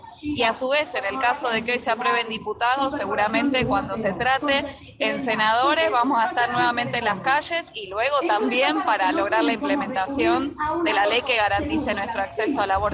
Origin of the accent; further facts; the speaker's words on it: Buenos Aires, Argentina; Somos de Capital Federal, aquí estamos con Luciana